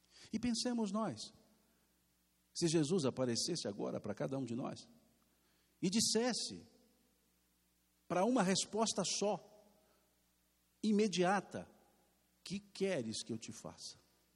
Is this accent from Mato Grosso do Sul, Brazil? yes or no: no; Minas Gerais, Brazil; Se fosse aqui em Minas, a Marta, como mineiro que somos